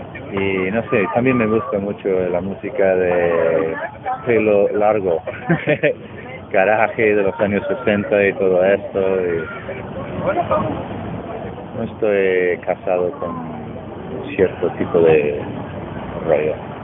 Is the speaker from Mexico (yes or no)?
no; Connecticut, United States; Spanish is a second language; now in New York, United States; Yo vivimos en Nueva York, pero soy de Connecticut, que es el estado al norte, y de donde vengo, mi pueblo está muy cerca del estado de Massachusetts. Podemos estar ahí en media hora.